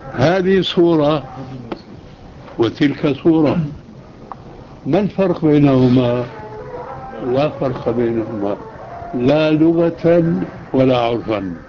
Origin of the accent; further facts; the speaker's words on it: Syria; وكما يقولون عندنا في الشام